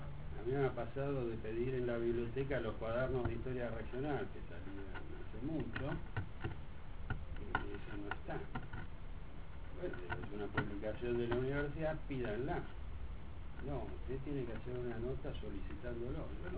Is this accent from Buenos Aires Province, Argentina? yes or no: yes; San Miguel, Buenos Aires Province, Argentina; Yo soy de San Miguel. Siempre he dado de San Miguel.